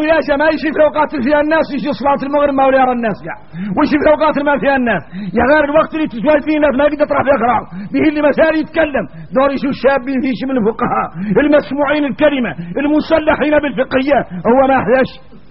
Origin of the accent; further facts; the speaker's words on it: Mauritania; يا غار احنا موريتاني بين هذا الباطل المترسخ في قلوبنا